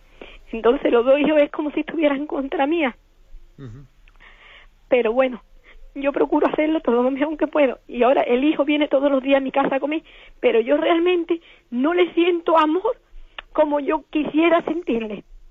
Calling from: Málaga, Andalusia, Spain; de Málaga.

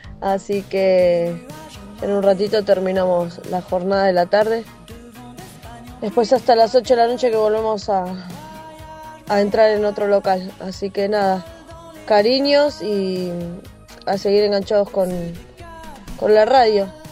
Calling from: Quilmes, Buenos Aires Province, Argentina; de Quilmes, y bueno, hoy estoy trabajando de delivery

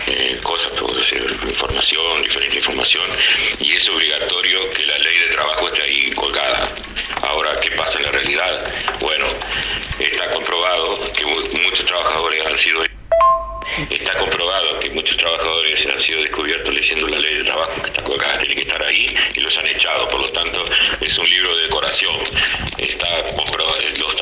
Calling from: Paysandú, Uruguay; also born or lived in Canada; de Paysandú, trabajé muchos años en Canadá de obrero de metalúrgico

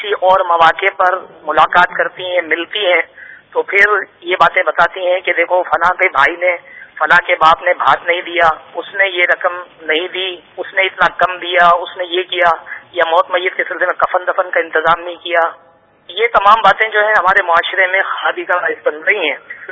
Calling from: Shahdadpur, Sindh, Pakistan; اور میں شہداد پور سے عرض کر رہا ہوں. میرا علاقہ مدنی ہے

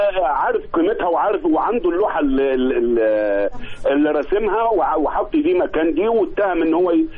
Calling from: Giza, Giza Governorate, Egypt; أنا هنا من الجيزة يا فندم

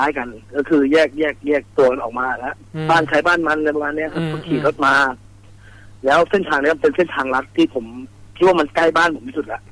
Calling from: Ratchaburi, Thailand; ราชบุรีเลยครับ

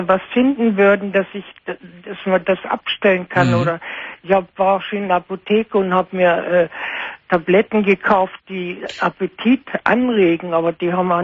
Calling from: Munich, Bavaria, Germany; ich war bei uns in München im Bogenhausen. Das ist ein großes Klinikum.

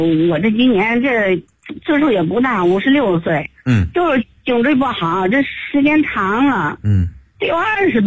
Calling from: Beijing, China; 我是北京朝阳区八里庄的，我是一个新朋友。这是我老家，就是是衡水的嘛

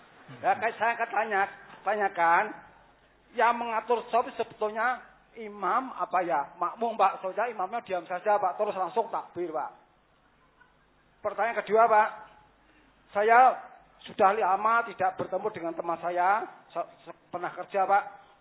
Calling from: Boja, Central Java, Indonesia; Ya, dari Boja.

